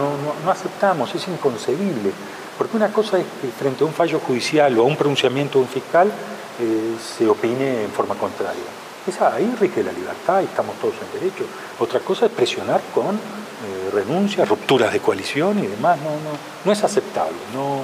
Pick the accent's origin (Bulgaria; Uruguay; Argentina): Uruguay; O si lo principal, además de la pandemia, somos los uruguayos.